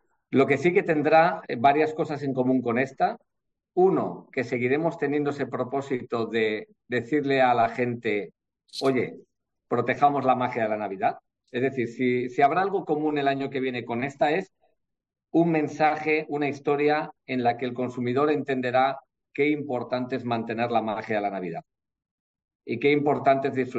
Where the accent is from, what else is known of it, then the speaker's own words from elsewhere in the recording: Bilbao, Basque Country, Spain; y en Bilbao, que es el centro del mundo, soy de Bilbao, por eso lo digo